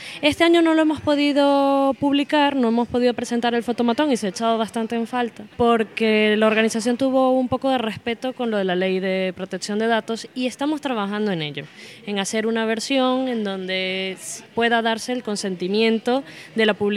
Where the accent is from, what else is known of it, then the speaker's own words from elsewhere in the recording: Venezuela; now in Spain; De Venezuela.